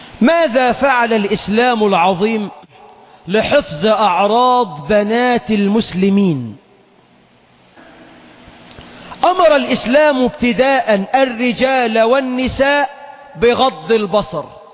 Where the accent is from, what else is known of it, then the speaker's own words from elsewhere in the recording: Egypt; عندنا في مصر أكثر من 12 مليون عانس